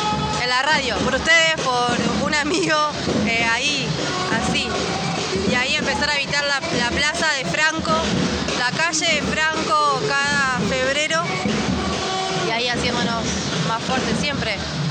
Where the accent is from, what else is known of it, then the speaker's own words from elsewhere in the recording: Cuesta Blanca, Córdoba, Argentina; vengo de Cuesta Blanca.